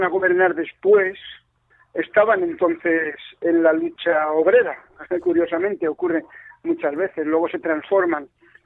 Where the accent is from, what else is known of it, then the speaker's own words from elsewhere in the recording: Madrid, Community of Madrid, Spain; yo que soy de Vallecas, estaba con comunistas